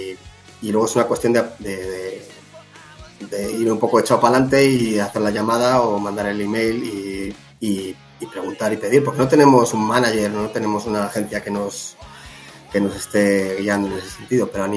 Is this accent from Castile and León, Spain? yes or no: yes; Cuéllar, Castile and León, Spain; que son de cerca de donde soy yo, de Cuéllar.